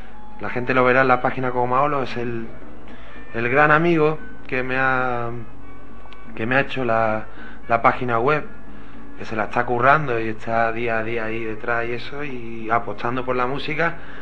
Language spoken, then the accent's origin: Spanish; Jerez de la Frontera, Andalusia, Spain; Soy de Jerez, pero no tengo el arte para tocar bulería.